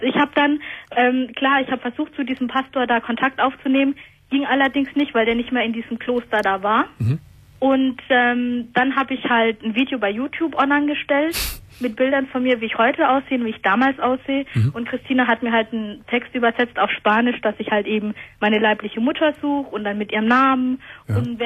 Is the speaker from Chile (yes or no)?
yes; Rio Bueno, Los Ríos, Chile; Genau, meine Wurzeln, die liegen in Chile. Also besser gesagt, ich komme aus Rio Bueno